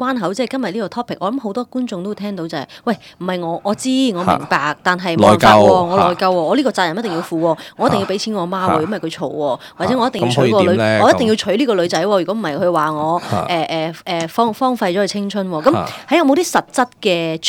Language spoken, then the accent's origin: Cantonese; Chaozhou, Guangdong, China; 我系潮州人嚟嘅，屋企重男轻女嘅。